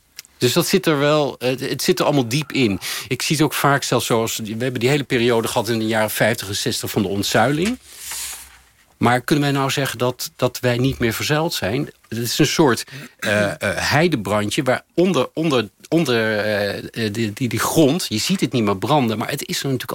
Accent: The Hague, South Holland, Netherlands; Want ik ben opgegroeid in Den Haag in een gewoon Haags gezin.

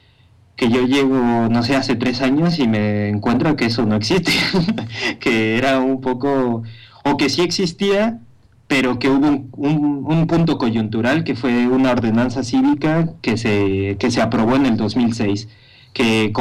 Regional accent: Mexico City, Mexico; now in Madrid, Spain; Yo soy del DF y yo sé que la imagen que mucha gente tiene del DF no se parece para nada a la imagen que yo he vivido

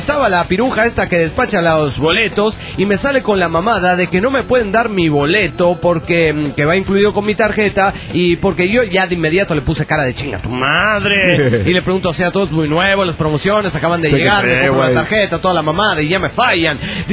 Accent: Mendoza, Argentina; now in São Paulo, Brazil; Soy originalmente de Mendoza, Argentina, pero vivo hace 5 años en São Paulo, Brasil.

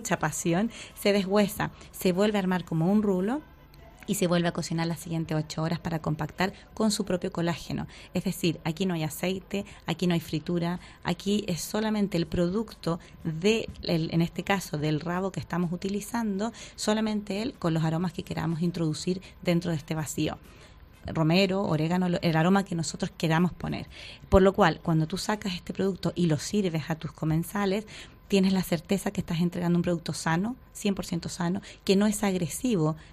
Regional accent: Miami, Florida, United States; Bueno, yo soy americana de Estados Unidos, de Miami

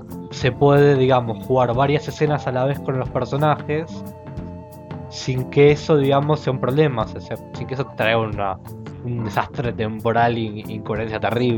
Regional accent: Argentina; a mí como argentino, me resultaba difícil acomodarme a los horarios de los españoles

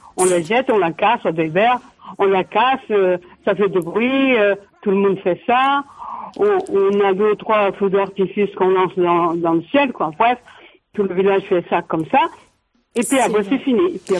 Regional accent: Portugal; now in France; moi, je suis donc de Pont-Voix de Lagnoso.

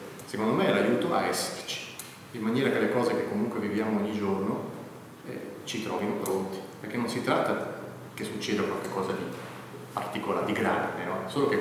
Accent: Bellinzona, Ticino, Switzerland; mi sono reso conto che io sono di Bellinzona.

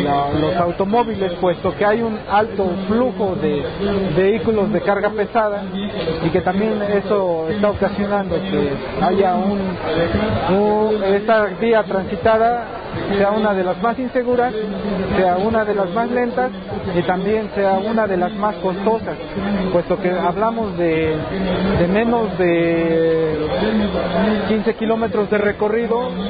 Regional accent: Tepoztlán, Morelos, Mexico; Soy originario de Tepoztlán. Pertenezco al núcleo comunal de Tepoztlán

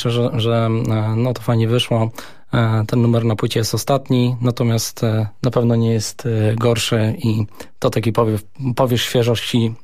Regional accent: Gdynia, Pomeranian Voivodeship, Poland; Ja akurat jestem z Gdyni, więc nie ma problemu.

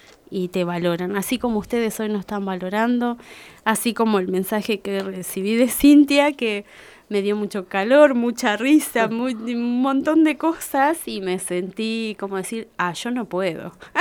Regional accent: Uriburu, La Pampa, Argentina; now in Santa Rosa, Argentina; Soy de Uriburu, nacida, criada toda mi vida allá y de repente abrí horizontes acá en Santa Rosa, más allá de viajar y estar unos meses en otros lados. Siempre fue mi lugar Santa Rosa.

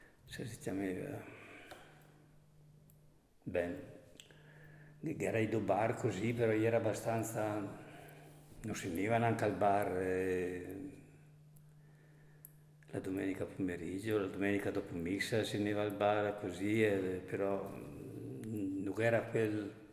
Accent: Besenello, Trentino-Alto Adige, Italy; sono nato a Vesnel, residente a Vesnel

